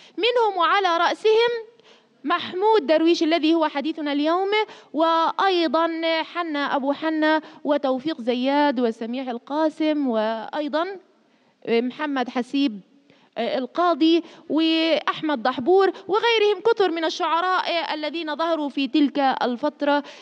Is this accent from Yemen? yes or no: no; Palestine; نحن اخترنا شاعر فلسطيني لأننا ماذا؟ من الشعب الفلسطيني مثله كفلسطينيين.